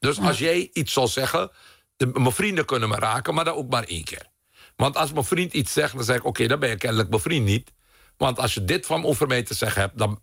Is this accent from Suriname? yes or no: yes; Suriname; Ik ben opgegroeid in Suriname waar racisme gewoon normaal was.